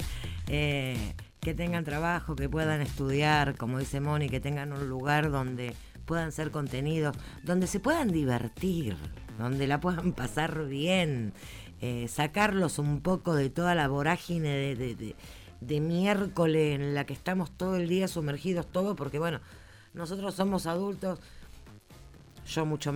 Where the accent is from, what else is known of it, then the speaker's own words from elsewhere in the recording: Buenos Aires, Argentina; yo, por ejemplo, que soy de Barracas